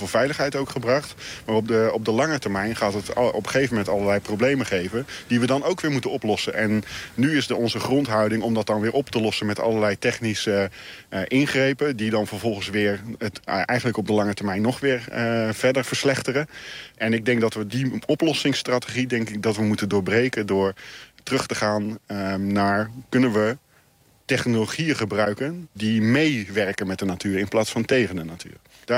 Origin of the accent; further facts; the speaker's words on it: Zeeland, Netherlands; het sluit heel erg aan bij onze cultuur als Zeeuw om op een slimme manier met het water om te gaan